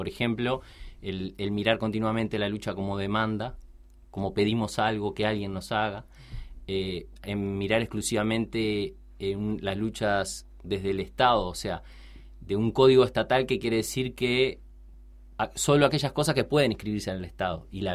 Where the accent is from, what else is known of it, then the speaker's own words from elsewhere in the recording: Montevideo, Uruguay; Soy de acá, soy de Montevideo.